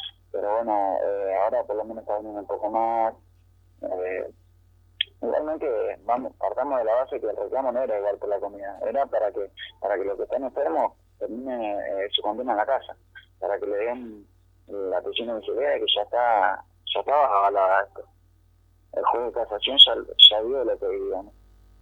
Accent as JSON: {"language": "Spanish", "region": "Buenos Aires", "country": "Argentina", "said": "no somos todos de acá, digamos. Somos la mayoría de Gran Buenos Aires, Buenos Aires, La Loma, La Nuz, y estamos acá en un radio de más de 500 kilómetros de nuestro domicilio"}